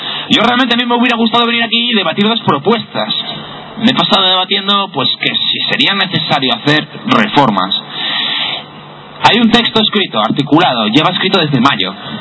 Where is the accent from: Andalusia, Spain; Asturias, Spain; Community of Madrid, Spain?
Asturias, Spain; Oviedo; Yo soy de Oviedo. Nací aquí.